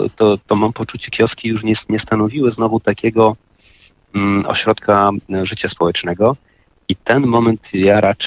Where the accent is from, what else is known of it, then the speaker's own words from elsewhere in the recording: Silesian Voivodeship, Poland; Pochodzę ze Śląska.